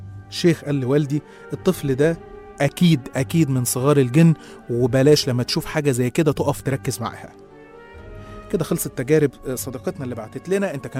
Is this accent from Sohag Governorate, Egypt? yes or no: no; Qena Governorate, Egypt; إحنا أصلا من الصعيد من محافظة قنا